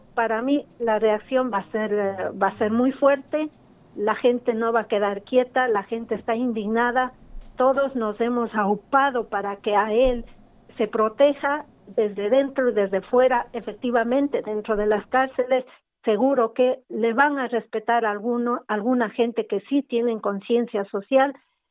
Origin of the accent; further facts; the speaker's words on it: Ecuador; como ciudadanos ecuatorianos